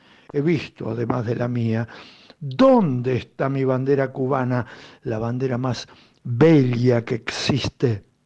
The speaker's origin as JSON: {"language": "Spanish", "country": "Argentina", "said": "Soy argentino."}